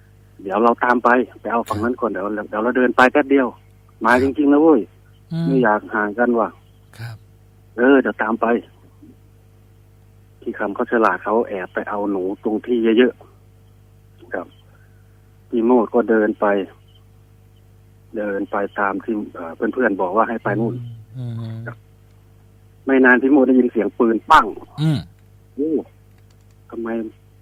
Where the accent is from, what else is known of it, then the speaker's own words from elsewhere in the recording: Isan, Thailand; Thai is a second language; ผมอาจจะพูดไทยไม่ค่อยชัดเพราะผมเป็นอีสานแท้ด้วยครับเพิ่งมาดูประเทศได้ไม่นานด้วย